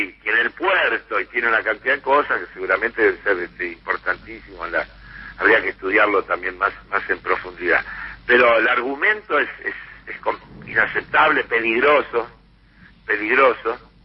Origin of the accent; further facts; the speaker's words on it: Buenos Aires, Argentina; reprocharme que yo como porteño tenía que defender a la ciudad.